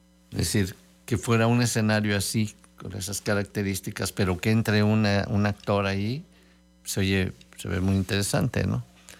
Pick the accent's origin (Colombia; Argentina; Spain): Spain; Yo soy español y viajo a Estados Unidos, Japón, Latinoamérica